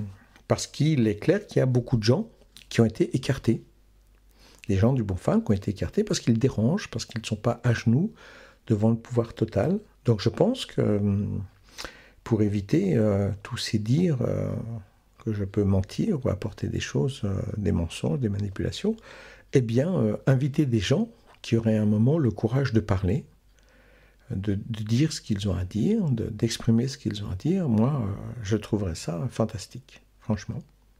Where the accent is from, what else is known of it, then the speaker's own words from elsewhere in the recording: Quebec, Canada; Je viens du Québec, je te dis. Je trouve que c'est un pays drôlement chouette.